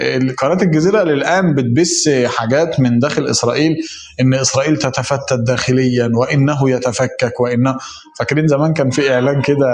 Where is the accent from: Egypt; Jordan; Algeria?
Egypt; إحنا كمصريين عارفين اللهجة دي.